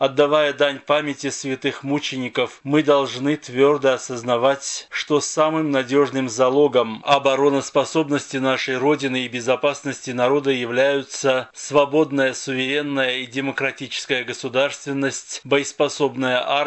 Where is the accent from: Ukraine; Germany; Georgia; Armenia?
Armenia; Миру мы должны сказать, что мы армяне, мы должны жить.